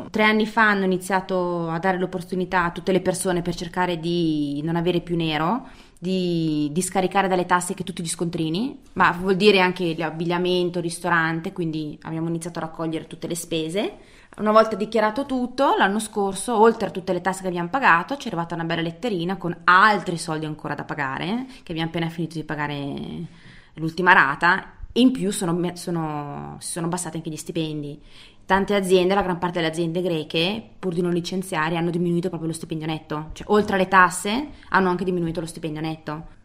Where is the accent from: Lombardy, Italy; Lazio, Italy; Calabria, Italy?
Lombardy, Italy; Milan; io vengo da Milano, cioè la capitale della moda